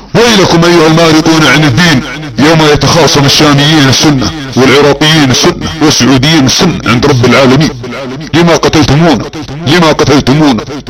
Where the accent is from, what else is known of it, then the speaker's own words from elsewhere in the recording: Saudi Arabia; accent: Saudi; على لهجتنا السعوديه